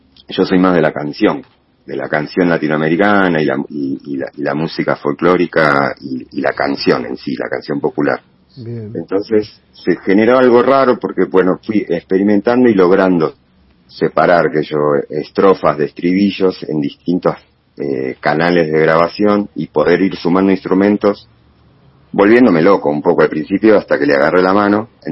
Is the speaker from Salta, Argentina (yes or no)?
no; Bernal, Buenos Aires Province, Argentina; Yo soy originario de Bernal, después viví en 15 años en Boedo, en Capital. Y hace ya unos años, ya casi 8 años creo ya, por suerte pude volver para estos lados, que es un poco más mi aire, mi hábitat, en Don Bosco